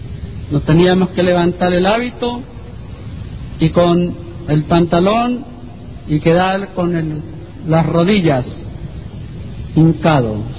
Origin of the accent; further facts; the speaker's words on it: Texas, United States; mis abuelos, que fueron los que me criaron en Texas, fueron a Roma.